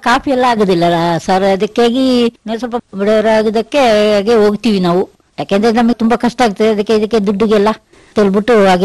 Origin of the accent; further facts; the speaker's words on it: Uppinangady, Karnataka, India; moved away as an adult; now in Madikeri, India; ನಾನು ಹುಟ್ಟಿದ್ದು ಕನ್ನಡ ಜಿಲ್ಲೆ ಉಪ್ಪಿನಂಗಡಿ, ಅಲ್ಲಿ ಹುಟ್ಟಿದ್ದು, ಅಲ್ಲಿಂದ ಅಲ್ಲಿ ಬೆಳೆದು ಇದಾಗಿ ನಾವು ಇಲ್ಲಿ ಮಡಿಕೇರಿಗೆ ಮದುವೆ ಆಗಿದ್ದು. ಮದುವೆಯಾಗಿ ಇಲ್ಲಿ ಈಗ ಒಂದು 10 ವರ್ಷ ಆಯ್ತು ಮದುವೆಯಾಗಿ.